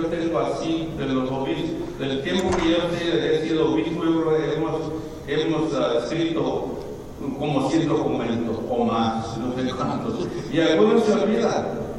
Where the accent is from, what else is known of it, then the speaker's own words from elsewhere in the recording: Texas, United States; born there; Bienvenidos a todos a mi estado natal de Texas. Nací en Texas, soy chicano, como a veces nos decimos, México y americano.